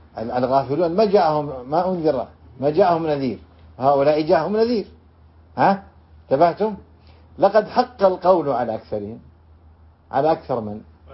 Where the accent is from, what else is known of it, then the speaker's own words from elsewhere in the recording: Riyadh, Riyadh Province, Saudi Arabia; لذلك عندنا في الرياض في نجد يقولون عطبة